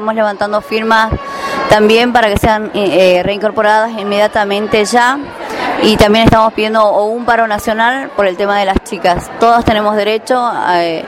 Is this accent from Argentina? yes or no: yes; San Salvador de Jujuy, Jujuy, Argentina; vengo de San Salvador de Jujuy, capital.